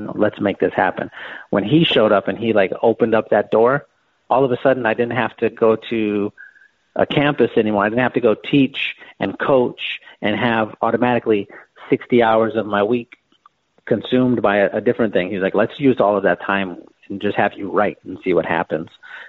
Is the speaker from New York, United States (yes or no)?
no; San Antonio, Texas, United States; We grew up in South San Antonio. It's just like a very bad part of town. Maybe half of the people there graduate high school.